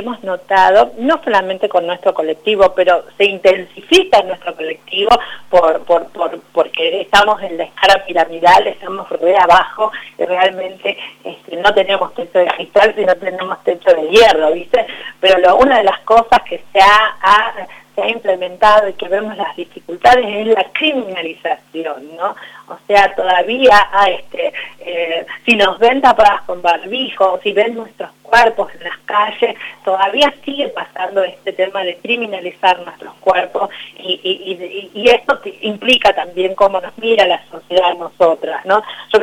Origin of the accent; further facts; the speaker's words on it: Salta, Argentina; Mira, yo vengo de Salta y mi mamá no era feminista, yo soy feminista